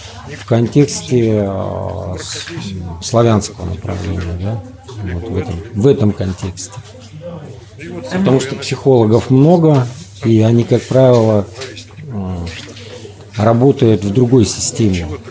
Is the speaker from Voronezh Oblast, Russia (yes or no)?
no; Moscow, Russia; Я из Москвы.